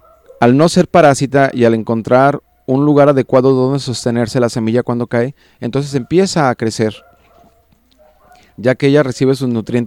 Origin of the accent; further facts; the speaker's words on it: Juanacatlán, Jalisco, Mexico; nos están escuchando allá en Juanacatlán, mi pueblo querido. Y un saludo a toda la gente de Juanacaxle, mi rancho querido.